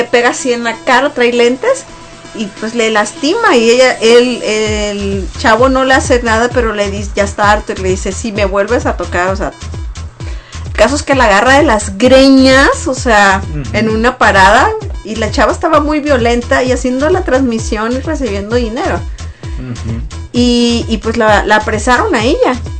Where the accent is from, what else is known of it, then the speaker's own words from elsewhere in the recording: Mexico; en nuestras familias mexicanas, porque somos mexicanos